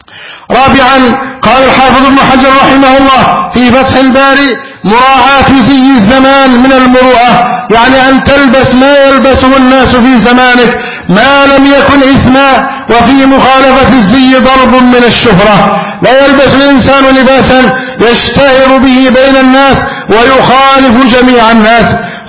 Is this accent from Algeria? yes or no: no; Egypt; اللهم احفظ بلدنا مصر أمنا أمانا